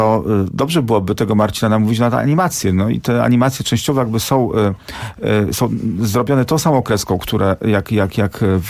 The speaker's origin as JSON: {"language": "Polish", "town": "Warsaw", "region": "Masovian Voivodeship", "country": "Poland", "tie": "born or raised there", "said": "ja wychowałem się obok kina WZ. Mieszkałem tam od dziecka"}